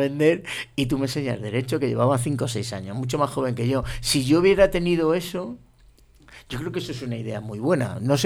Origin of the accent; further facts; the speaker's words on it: Salamanca, Castile and León, Spain; Los juicios, por lo menos en mi pueblo, como decía yo, Salamanca, son por la mañana